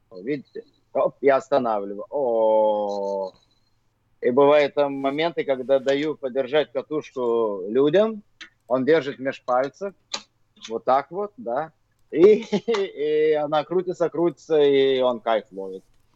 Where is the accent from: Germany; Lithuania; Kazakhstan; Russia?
Lithuania; Vilnius, Vilnius County; Я диджей из Вильнюса, из Литвы.